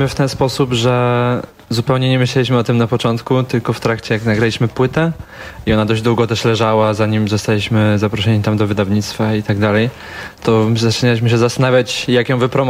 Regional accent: Bielsko-Biała, Silesian Voivodeship, Poland; I się okazało, że jesteśmy z Bielska Białej.

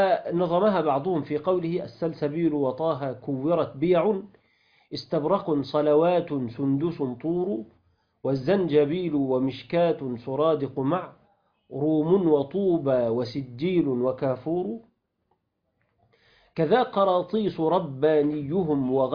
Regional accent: Sharqia Governorate, Egypt; يعني جماعة الصعيدة مثلا أو عندنا في الشرقية يقولوا لسانه تعود

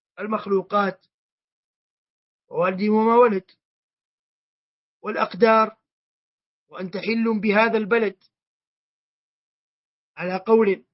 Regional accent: Hijaz, Saudi Arabia; accent: Hijazi; دسه أي أخفه بالعامية عندنا في الحجاز وربما في مناطق أخرى،

